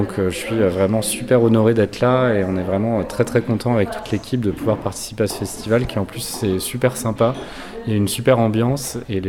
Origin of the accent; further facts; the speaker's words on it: Nantes, Pays de la Loire, France; comme je viens de Nantes, donc la ville de Jules Verne, du surréalisme et aussi du Hellfest, je porte un peu ces thématiques nantaises avec moi.